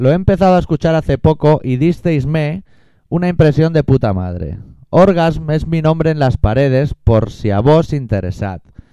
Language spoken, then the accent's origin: Spanish; Catalonia, Spain; No es que somos catalanes y tú eres de Seychelles.